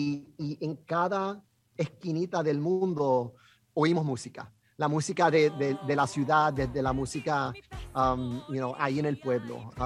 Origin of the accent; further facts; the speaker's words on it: New York, United States; yo soy boricua, que nací y crecí aquí en el Alto Manhattan, donde yo estoy hablando contigo.